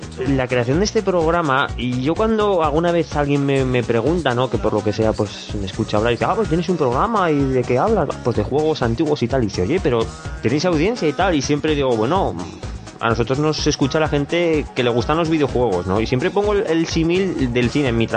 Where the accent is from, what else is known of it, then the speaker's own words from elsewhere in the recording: Zaragoza, Aragon, Spain; soy de Zaragoza